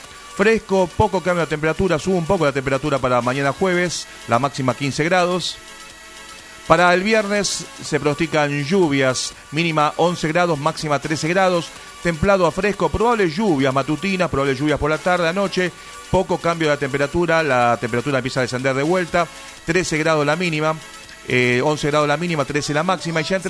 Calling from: Wilde, Buenos Aires Province, Argentina; Hola Sergio … de Wilde y estoy de vacaciones escuchándolos en familia.

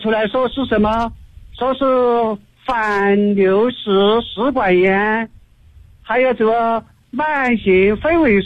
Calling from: Chengdu, Sichuan, China; 我是成都的一名学员。我现在今年68岁。

